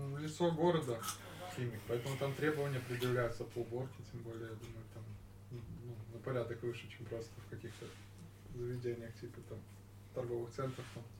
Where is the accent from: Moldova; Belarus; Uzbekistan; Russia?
Belarus; мы вот как белорусы